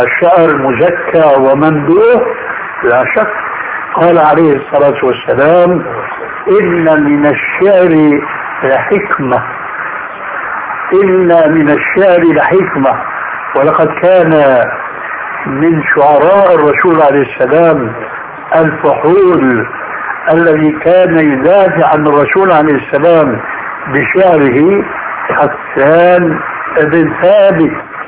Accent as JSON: {"language": "Arabic", "country": "Syria", "said": "اول ما شاهدناه عندنا في سوريا لم يكن مع هذه الاناشيد ذكر للذب اطلاقا"}